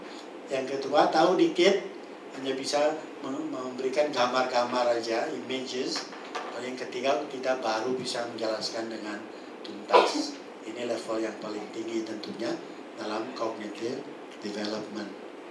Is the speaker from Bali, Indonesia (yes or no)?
yes; Bali, Indonesia; first language Balinese; Indonesian is a second language; Saya dari Bali, saya bisa berbahasa Bali tapi tidak ngerti kenapa orang bilang seperti itu. Saya bisa berbahasa Indonesia, saya tahu, ya, saya lebih tahu karena saya belajar lebih khusus.